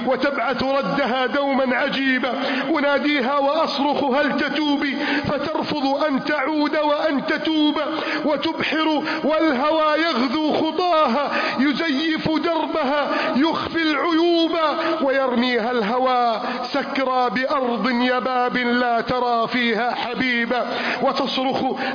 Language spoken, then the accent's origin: Arabic; Egypt; اللهم احفظ بلدنا مصر من كيد الكائدين وحقد الحاقدين وتربص المجرمين